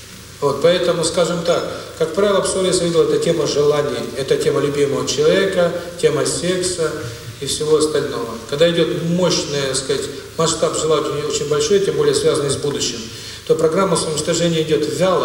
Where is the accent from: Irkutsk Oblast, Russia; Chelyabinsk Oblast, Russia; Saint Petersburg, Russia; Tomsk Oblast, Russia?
Saint Petersburg, Russia; also born or lived in New York, United States; now in Moscow, Russia; проживал в Нью-Йорке. Полгода тому назад по приглашению друга москвича переехал с семьей в Москву. Все мы петербуржцы.